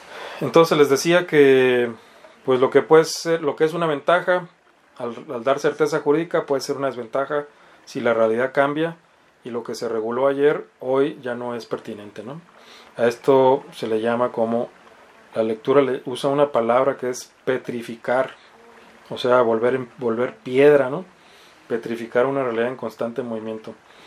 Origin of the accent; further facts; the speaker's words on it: Mexicali, Baja California, Mexico; la renta que se paga, no sé, en Mexicali, ¿no? De donde yo soy oriundo.